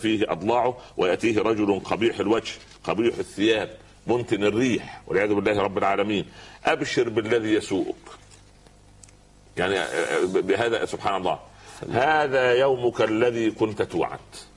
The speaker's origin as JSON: {"language": "Arabic", "region": "Upper Egypt", "country": "Egypt", "said": "يقول عندنا في الصعيد على القدر بورما"}